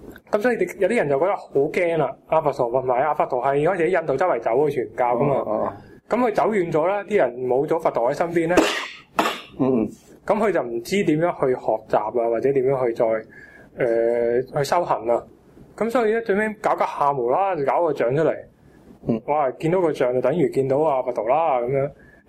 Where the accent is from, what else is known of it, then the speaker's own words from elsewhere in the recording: China; 我觉得我作为中国人，我好骄傲。